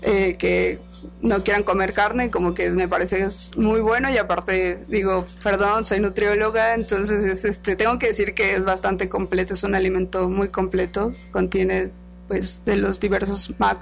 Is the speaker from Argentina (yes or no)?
no; Mexico; Como mexicanos no debemos de consumir realmente alimentos industrializados